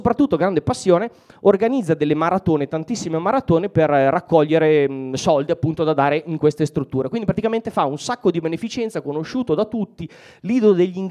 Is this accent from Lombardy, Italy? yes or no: yes; Mantua, Lombardy, Italy; io ho un problema con le S, vengo da Mantova ma siamo quasi emiliani, quindi abbiamo un problema con la S sibilina